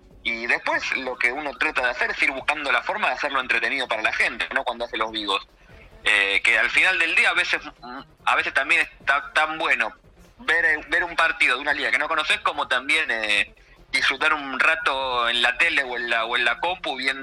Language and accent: Spanish; Argentina; yo soy argentino, claro.